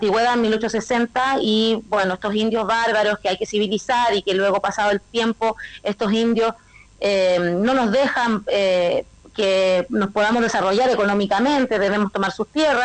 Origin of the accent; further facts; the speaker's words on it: Temuco, Araucanía, Chile; yo nací en Temuco, en la Araucanía, en la capital de la región de la Araucanía. Soy chilena, no diría yo que acá estamos todos medio mestizos, pero mis raíces son chilenas y bueno, sí, nací acá, estudié acá en Temuco